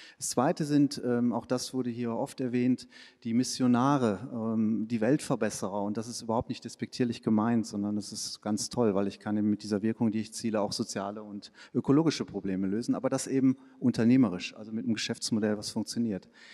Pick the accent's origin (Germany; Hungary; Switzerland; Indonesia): Switzerland; Das nicht nur in der Schweiz, wo ich herkomme, sondern auch in Deutschland.